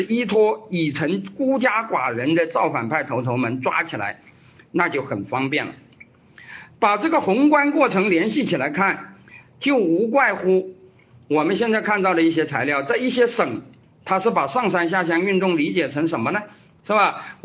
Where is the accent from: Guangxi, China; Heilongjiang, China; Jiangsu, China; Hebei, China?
Guangxi, China; 我的家乡广西当时也是这样的